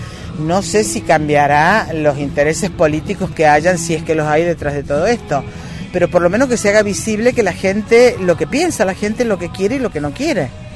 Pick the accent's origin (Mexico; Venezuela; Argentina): Argentina; Córdoba; nosotros somos de Córdoba, vivimos en Córdoba.